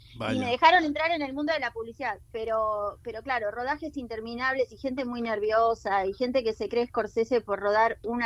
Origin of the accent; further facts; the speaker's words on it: Argentina; vengo de Argentina, no sé si lo notaron.